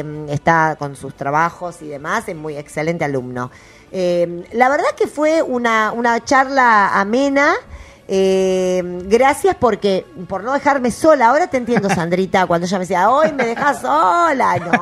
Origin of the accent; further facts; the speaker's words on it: Trelew, Chubut, Argentina; Yo soy de Trelew, de Chubut.